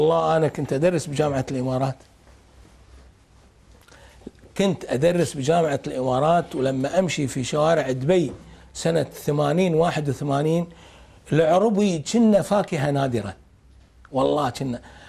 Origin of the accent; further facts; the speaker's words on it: Kuwait; أشو ردت ديرتنا طلبنا أي بلد يتعرض لما تعرضت له الكويت لازم تشكل لجنة تحقق في الموضوع